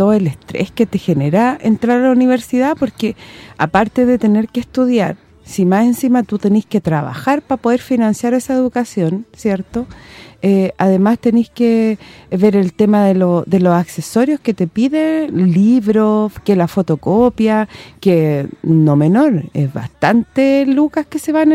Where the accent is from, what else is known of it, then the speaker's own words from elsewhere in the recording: Chile; Como dicen por ahí, como buen chileno.